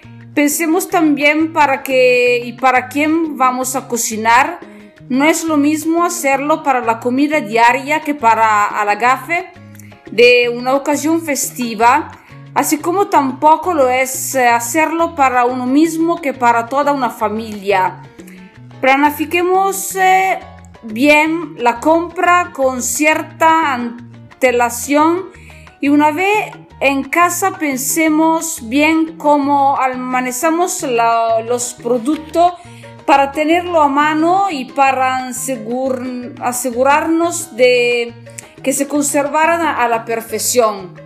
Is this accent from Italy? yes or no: yes; northern Italy, Italy; Spanish is a second language; Soy italiana del norte de Italia.